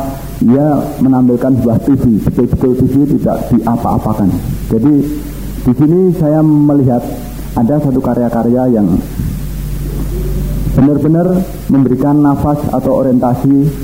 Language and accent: Indonesian; Java, Indonesia; Ini saya orang Jawa